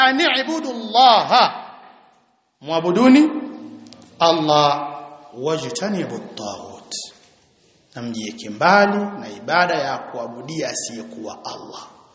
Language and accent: Swahili; Tanga, Tanga Region, Tanzania; Mbaya zaidi sasa kule kwetu Tanga kuna kitu kimoja kimezuka.